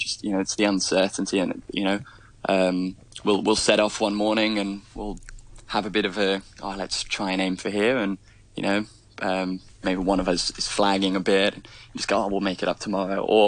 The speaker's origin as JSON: {"language": "English", "country": "Hong Kong", "tie": "born or raised there", "said": "born and raised in Hong Kong"}